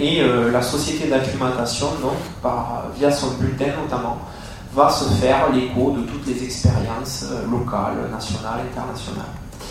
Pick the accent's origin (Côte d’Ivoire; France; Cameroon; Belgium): France; Southwest France; plus vers chez moi, à Toulouse ou à Bordeaux